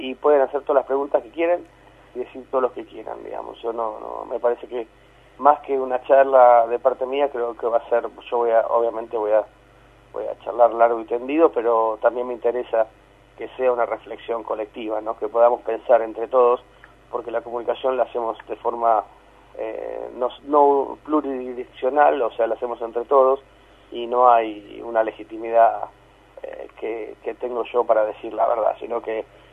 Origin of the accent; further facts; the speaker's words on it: Argentina; La verdad es que somos argentinos como todo el mundo